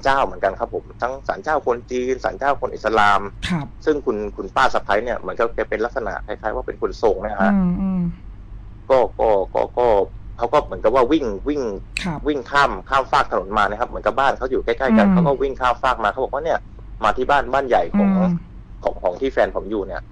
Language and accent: Thai; Central Thailand, Thailand; ผมเป็นคนภาคกลาง